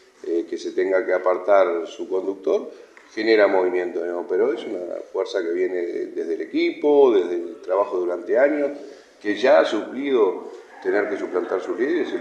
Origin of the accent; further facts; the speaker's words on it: Maldonado, Uruguay; Yo no integro la lista 71, soy de Maldonado